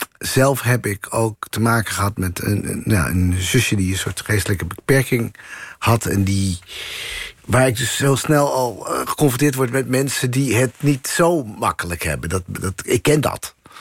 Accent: Assen, Drenthe, Netherlands; Assen, ja.

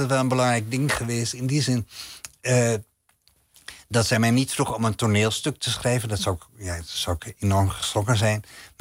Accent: Amsterdam, North Holland, Netherlands; En ik ging dan met mijn moeder twee keer per week naar de openbare bibliotheek bij ons in Nieuw-West, in Slotermeer, in Amsterdam.

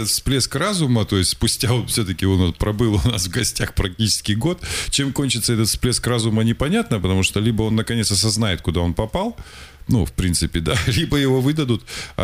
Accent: Russia; потому что я россиянин, я патриот

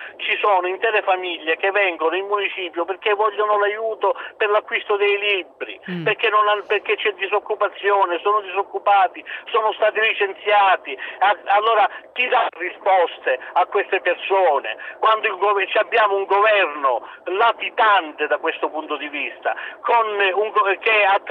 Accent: San Lorenzo del Vallo, Calabria, Italy; Il mio paese si chiama San Lorenzo del Vallo, sì

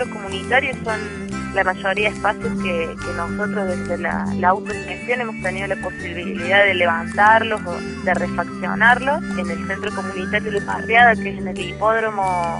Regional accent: Río Cuarto, Córdoba, Argentina; soy del Ciber Río Cuarto de la provincia de Córdoba

